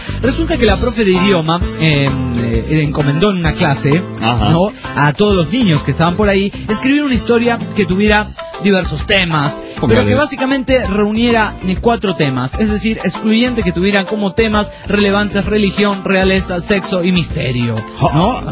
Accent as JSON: {"language": "Spanish", "country": "Uruguay", "said": "Yo como uruguayo, yo con la sangre charrúa que corre en mis venas, no querría entrar a un mundial de fútbol de esta manera."}